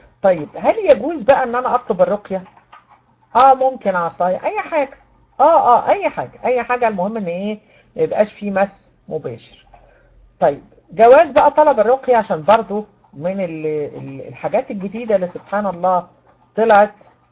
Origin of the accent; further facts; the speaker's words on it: Egypt; احنا عندنا في مصر بنقول نفس قصير، مش عارفة عندكم بيقولوها ايه